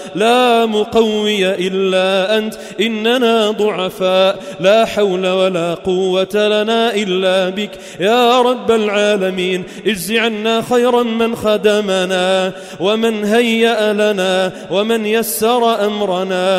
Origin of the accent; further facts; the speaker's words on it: Sidon, South Governorate, Lebanon; وعلى بلدنا لبنان وعلى صيداء وما حولها